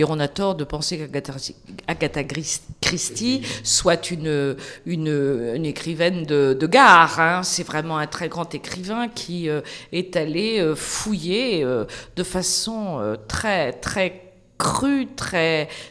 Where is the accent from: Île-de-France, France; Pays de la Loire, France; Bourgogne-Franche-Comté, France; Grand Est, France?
Pays de la Loire, France; Nantes; moi, je suis nantaise